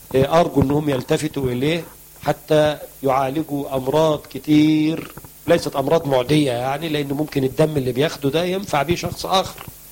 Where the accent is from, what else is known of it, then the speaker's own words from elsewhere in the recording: Egypt; الكركديه مشهور عندنا في مصر ان بينزل الضغط